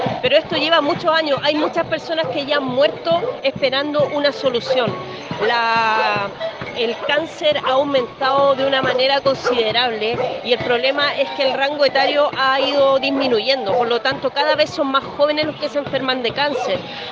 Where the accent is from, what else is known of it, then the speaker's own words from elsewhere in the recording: Quintero, Valparaíso, Chile; soy quinterana, nací y criada en Quintero. Mi familia está en Quintero, mis amigos están allá luchando.